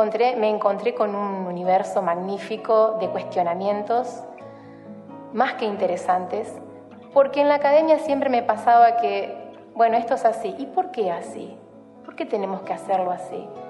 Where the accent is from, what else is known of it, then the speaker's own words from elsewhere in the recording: Santa Fe, Argentina; born there; now in Rosario, Argentina; nací en Hessler, aquí en la provincia de Santa Fe. Vivo actualmente en Rosario y trabajo aquí.